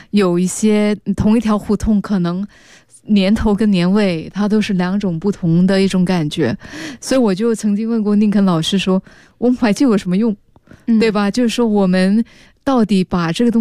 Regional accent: Singapore; 我是新加坡人啊，

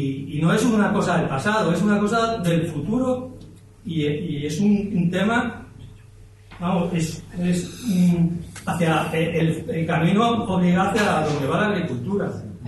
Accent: Málaga, Andalusia, Spain; ¿no? Yo vengo de Málaga, tengo una finca aquí en Archidona

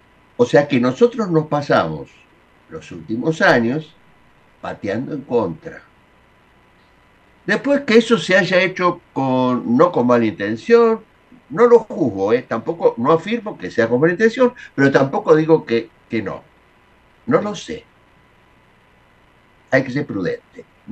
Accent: Argentina; Los argentinos no somos todos iguales, estamos bien divididos, desde siempre.

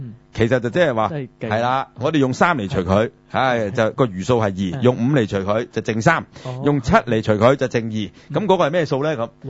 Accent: China; 就系、是、我哋中国人发明嘅

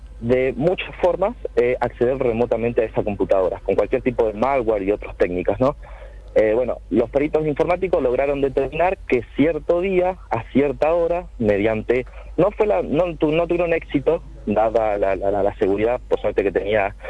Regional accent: Córdoba, Argentina; te explico, no, soy cordobés, yo no soy santafesino.

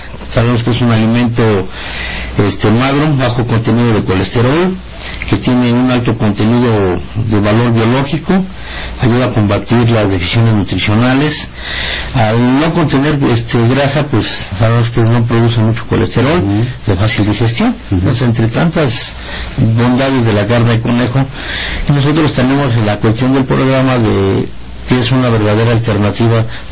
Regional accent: Mexico City, Mexico; aunque somos de la Ciudad de México ahora, seguimos siendo campesinos.

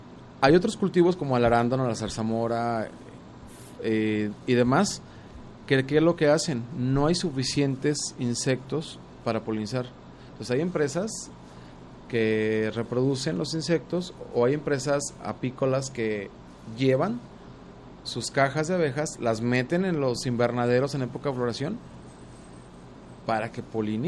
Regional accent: San Antonio Juanacaxtla, Jalisco, Mexico; yo crecí en San Antonio Juanacaxtla, el municipio de Juanacatlán, que tiene una biodiversidad gigante y que estamos a 35 kilómetros de Guadalajara, pero casi nadie conoce esa zona.

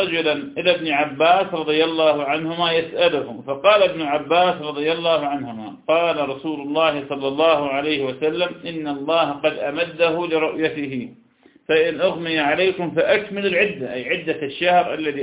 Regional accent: Iraq; يعني مرة عندنا بالعراق ثبتت الرؤية

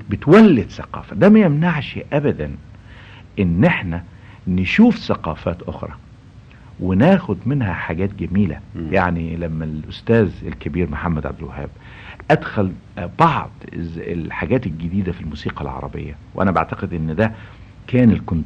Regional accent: Egypt; أنا النهاردة كمصري اتربيت في مصر وعشت في مصر وتمتعت بالثقافة المصرية والثقافة العربية

